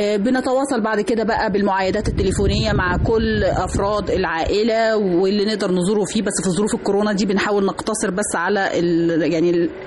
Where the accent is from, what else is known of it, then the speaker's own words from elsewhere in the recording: Egypt; اللي هي تعتبر احد الاساسيات للاحتفال بالعيد عندنا في مصر